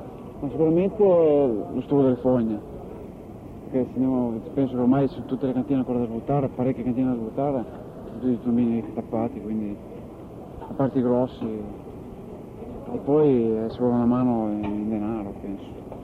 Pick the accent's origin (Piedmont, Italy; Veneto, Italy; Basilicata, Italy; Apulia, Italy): Piedmont, Italy; Tortona; No, io sono di Tortona